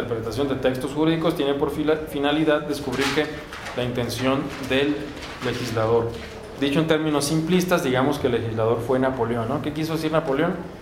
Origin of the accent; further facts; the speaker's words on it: Mexico; La norteamericana, efectivamente, llamada americana, pero nosotros mexicanos también somos americanos.